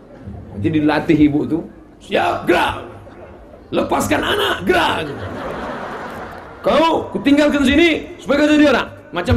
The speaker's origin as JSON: {"language": "Indonesian", "region": "Riau", "country": "Indonesia", "said": "Saya dari Riau"}